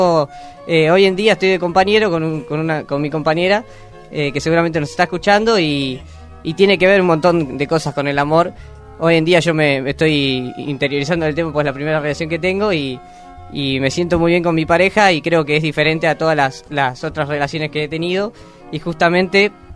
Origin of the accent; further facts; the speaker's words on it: Quilmes, Buenos Aires Province, Argentina; now in La Plata, Argentina; yo soy de Quilmes. Ajá. Y por razones de estudio estoy acá en La Plata.